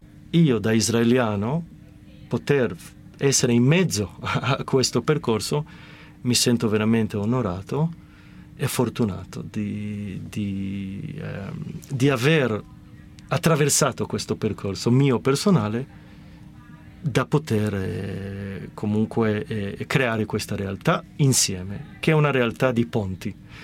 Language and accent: Italian; Genoa, Liguria, Italy; che mi fa ridere oggi perché da genovese è proprio il binario da dove partono tuttora i treni per Genova